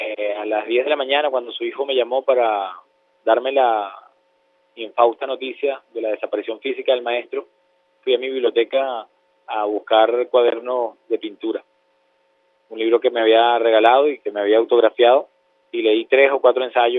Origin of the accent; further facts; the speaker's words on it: Venezuela; te estoy hablando como venezolano, como un hombre que ama las artes.